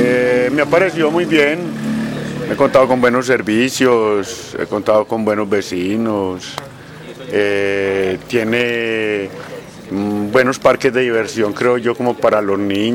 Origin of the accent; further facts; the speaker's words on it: Andes, Antioquia, Colombia; now in Medellín, Colombia; Yo llegué del suroeste, yo soy de Andes. No conozco sino este barrio para vivir